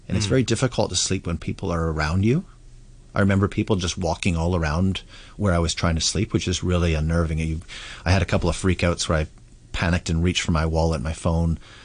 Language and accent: English; Vancouver, British Columbia, Canada; like I come from Vancouver, Canada. It's a huge homeless problem there, right?